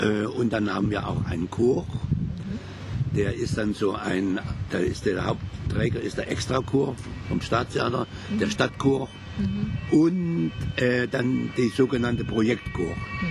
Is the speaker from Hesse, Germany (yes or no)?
yes; Kassel, Hesse, Germany; Kassel. Kassel und meine Heimatstadt.